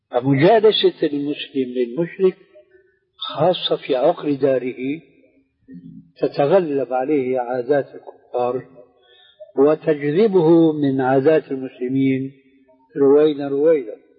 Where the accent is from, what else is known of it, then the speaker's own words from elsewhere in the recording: Syria; عندنا في سوريا